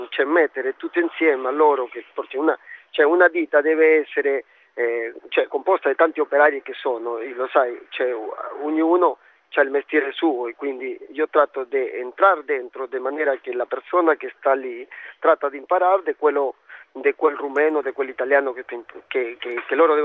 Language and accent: Italian; Peru; now in Rome, Italy; Sono peruviano, sì.